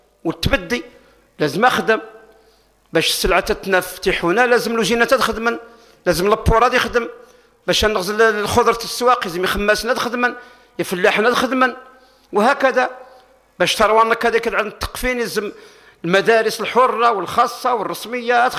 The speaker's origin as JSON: {"language": "Arabic", "country": "Algeria", "said": "انا جزائري وكذلك انا من امه محمد صلى الله عليه وسلم"}